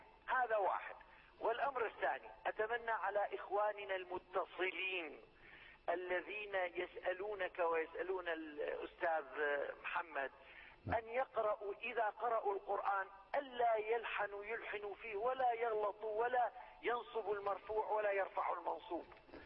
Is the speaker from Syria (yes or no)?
yes; Syria; من سوريا.